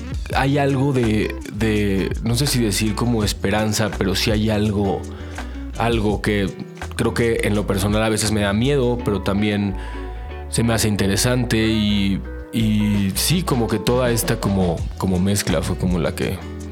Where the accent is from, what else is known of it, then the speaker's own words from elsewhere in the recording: Tijuana, Baja California, Mexico; also born or lived in Chula Vista; yo también nací allá, nací en Chula Vista, crecí en Tijuana, como que era toda esta mezcla.